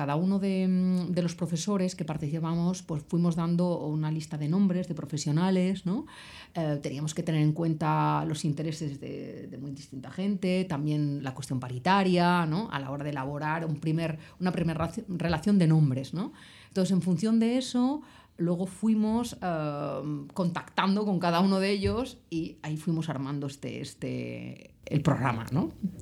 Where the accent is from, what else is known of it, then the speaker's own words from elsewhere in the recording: Palma de Mallorca, Balearic Islands, Spain; yo empecé en el mundo teatral con 12 añitos en Palma de Mallorca. Yo soy de Palma de Mallorca y empecé a formarme ahí en la escuela de teatro que llevaba Xes Forteza